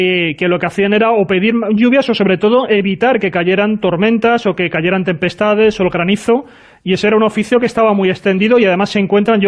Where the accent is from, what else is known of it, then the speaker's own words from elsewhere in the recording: Community of Madrid, Spain; now in Castilla-La Mancha, Spain; yo soy madrileño, pero bueno